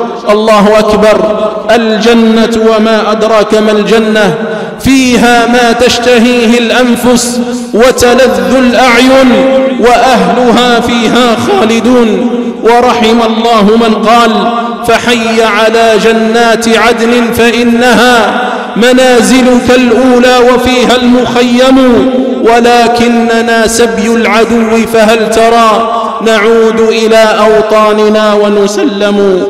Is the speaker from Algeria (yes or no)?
yes; Algeria; فبلادنا الجزائر يا عباد الله، بلادنا الجزائر أيها الشباب